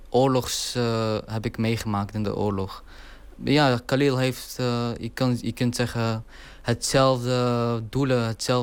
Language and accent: Dutch; Deir ez-Zor, Deir ez-Zor Governorate, Syria; Dutch is a second language; now in Netherlands; Ik kom uit Syrië oorspronkelijk. En de dialect die ik eigenlijk spreek in het film is Deresor. Dat is mijn stad. Die dialect lijkt op de Irakese dialect.